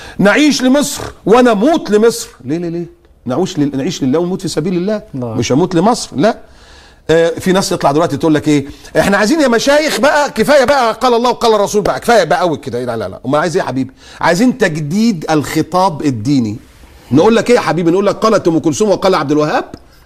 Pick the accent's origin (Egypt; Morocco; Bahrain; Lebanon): Egypt; هو انا عشان مصر مولود في مصر ابقى بتاع مصر بس؟